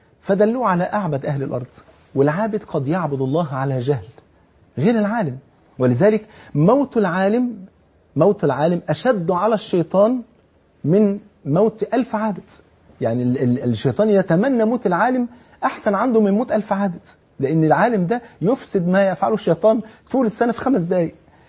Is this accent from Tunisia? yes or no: no; Egypt; اقصر بلغتنا كمصريين ايه؟ خف.